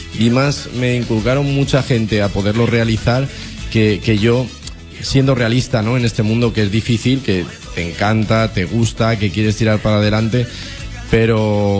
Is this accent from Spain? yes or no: yes; Valencia, Valencian Community, Spain; born there; Bueno, pues mira, nací aquí en Valencia, de una familia humilde y de padres carniceros